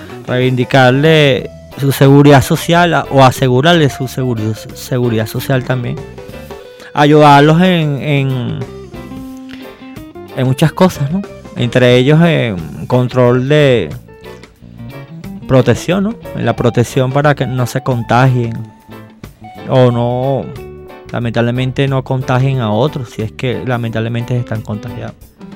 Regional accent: Venezuela; tenemos que corregir este tipo de cosas que nos ocurren como venezolanos, compatriotas todos

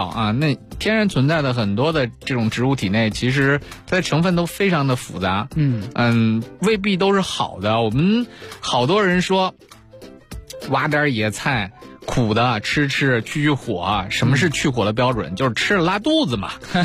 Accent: China; 我们中国人长期以来其实一直以来就很少，或者说我们没有经历过那种化学物质对我们影响的这种向好的这种逐渐变化的这个过程。

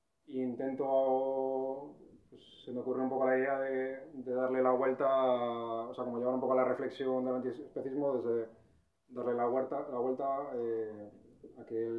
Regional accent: Piélagos, Cantabria, Spain; yo soy de Piélagos, por cierto

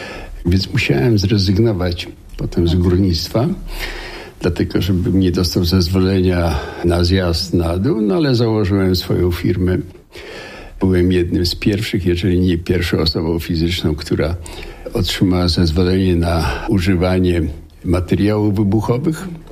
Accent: Racibórz, Silesian Voivodeship, Poland; born there; Ja się urodziłem w Raciborzu. Racibórz jest bardzo ładnie zurbanizowanym i wyremontowanym po wojnie miastem.

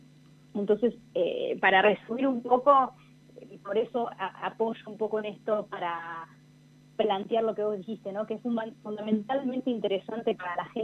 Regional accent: Argentina; algo que a nosotros nos mueve mucho, ¿no? Como argentinos.

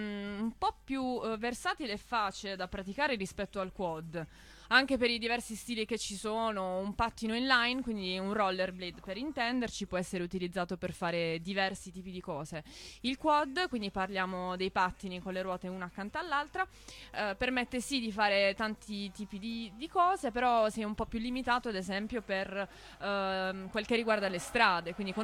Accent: Bari, Apulia, Italy; Oddio, io sono di Bari.

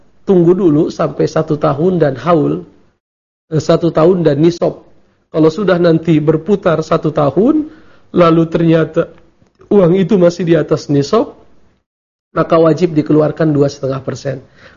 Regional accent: Jakarta, Indonesia; kami orang Jakarta sepakat mengatakan bahwa ke Bandung itu safar misalnya

